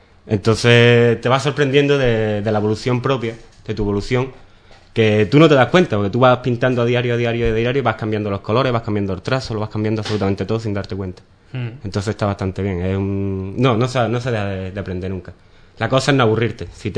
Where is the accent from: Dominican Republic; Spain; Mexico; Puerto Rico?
Spain; Ubrique, Andalusia; moved away as an adult; aquí en Ubrique no me conoce mucha gente como pintor. Me conocen más por otras cosas, por mi familia, por haber trabajado en las petacas como todo el mundo.